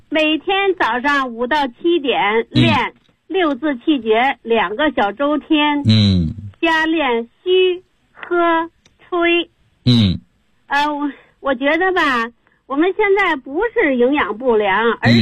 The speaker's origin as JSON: {"language": "Chinese", "region": "Beijing", "country": "China", "said": "我来自北京，今年73岁。"}